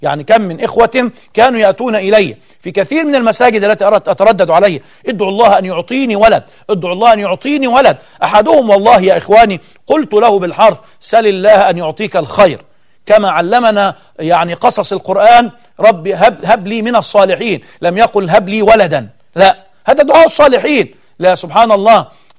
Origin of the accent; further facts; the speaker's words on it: Egypt; طلعت من هدومها يعني بالمعنى العام عندنا في مصر